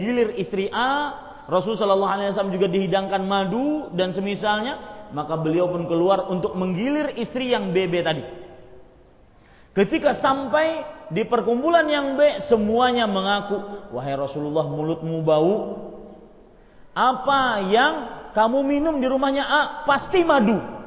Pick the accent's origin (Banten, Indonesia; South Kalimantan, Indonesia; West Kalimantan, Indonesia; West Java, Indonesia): South Kalimantan, Indonesia; Banjarmasin; Pernah suatu ketika di Banjarmasin kota saya